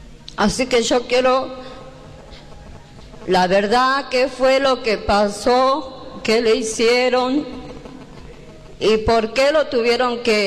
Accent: Ledesma, Jujuy, Argentina; Buenas noches a todos. Soy de Ledesma.

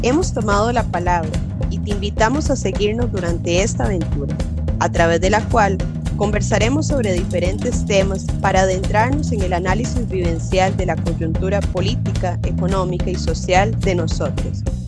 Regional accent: Heredia, Costa Rica; como yo nací en Heredia y crecí en Heredia

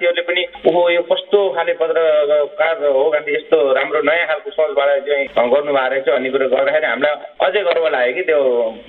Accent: Lumbini Province, Nepal; now in Czech Republic; घर मेरो वामी अर्जेवा पर्छ, गुल्मी।

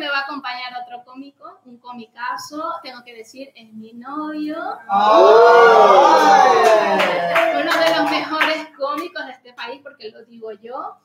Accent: Venezuela; now in Spain; Yo soy una cómica latinoamericana afincada en España, vengo de Venezuela.

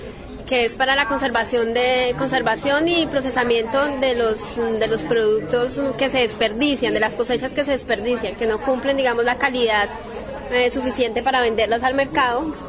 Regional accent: Bogotá, Colombia; born there; Yo soy nacida en Bogotá, pero conozco la sierra, tengo vínculos con la sierra desde que tenía casi 11 años, pues tengo familia que vive aquí hace 38 años, en la parte alta de la Sierra Nevada Santa Marta, con la comunidad indígena Kogi.

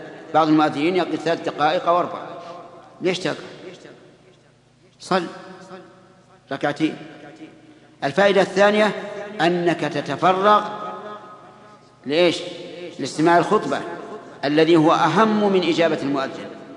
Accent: Saudi Arabia; نجد أن بلادنا السعودية مغزوة من كل جانب

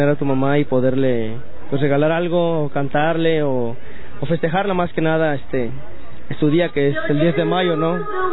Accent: Moroleón, Guanajuato, Mexico; soy originario de Moroleón, Guanajuato.

